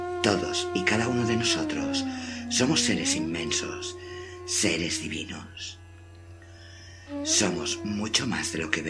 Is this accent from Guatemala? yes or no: no; Barcelona, Catalonia, Spain; born there; Nací en Barcelona en 1966